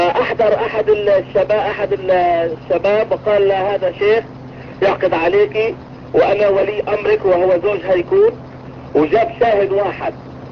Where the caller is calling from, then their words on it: United States; أنا بتكلم من أمريكا.